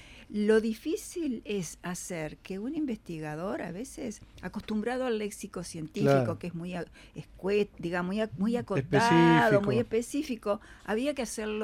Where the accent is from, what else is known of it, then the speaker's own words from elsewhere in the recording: Colonia, Uruguay; Yo soy un caso que vine en el 64 desde Colonia, o sea que fue todo un esfuerzo.